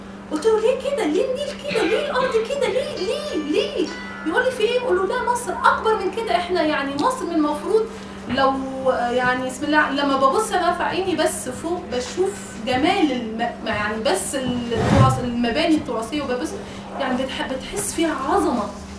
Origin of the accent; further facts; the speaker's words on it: Tunisia; انا تونسيه ومتجوزه مصري وعندي جنسيه مصريه كمان